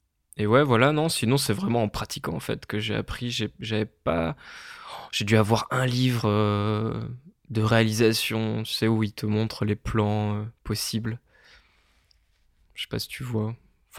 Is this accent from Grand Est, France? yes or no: no; Hauts-de-France, France; à Amiens, parce que je viens de Picardie, à Amiens, il y a un lycée avec option audiovisuelle